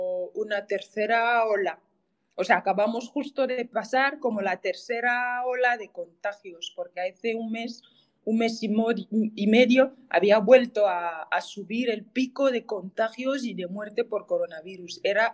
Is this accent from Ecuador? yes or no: no; Cameroon; first language Ticat; Spanish is a second language; Pues yo hablo mi idioma materno, que es el ticat. Yo hablo francés e inglés, que es el idioma de un poco del trabajo, de la educación, porque la educación es francófona y anglófona. O sea, Camerún es un país bilingüe.